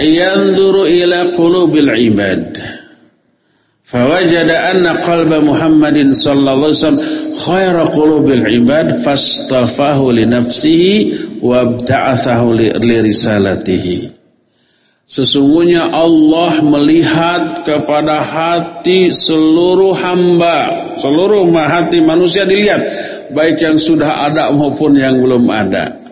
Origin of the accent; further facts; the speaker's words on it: Bandung, West Java, Indonesia; born there; Kenapa saya dilahirkan sekarang di Bandung?